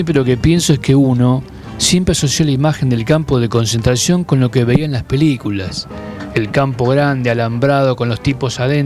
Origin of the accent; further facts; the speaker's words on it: Buenos Aires, Argentina; yo soy de Villa Crespo, un barrio donde hay muchos judíos.